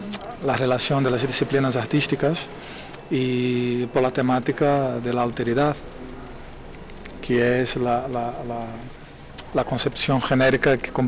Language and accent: Spanish; Brazil; Spanish is a second language; now in Madrid, Spain; soy un artista brasileño afincado en Madrid desde 2005